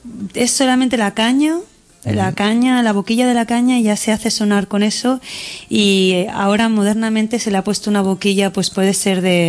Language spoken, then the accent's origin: Spanish; Barcelona, Catalonia, Spain; yo soy de Barcelona